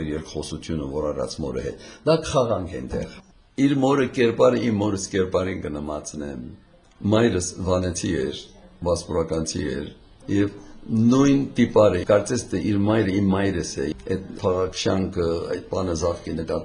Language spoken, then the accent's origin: Armenian; Iraq; moved away as an adult; now in United States; մենք ծնանք զավակները եւ Իրաքում ծնած են, եւ այնտեղ հաստատվեցան մինչեւ 1962 թվականը, հետո Ամերիկա գնացի ուսումից համար